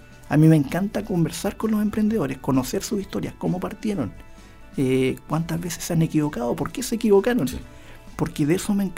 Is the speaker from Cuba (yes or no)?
no; Chile; como muchos chilenos, como muchos emprendedores que nos deben estar escuchando, me tiré nomás.